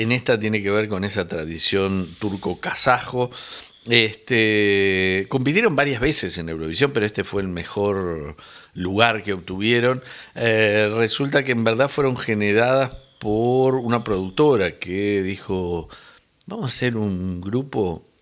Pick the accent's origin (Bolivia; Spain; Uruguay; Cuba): Uruguay; En el Nepal me dijeron. Soy de Uruguay.